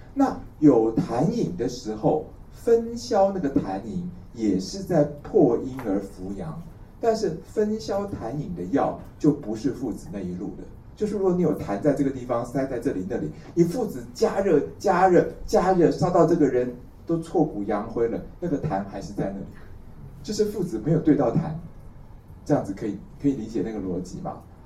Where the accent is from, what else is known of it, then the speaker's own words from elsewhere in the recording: Taiwan; 我们台湾人一斤是600克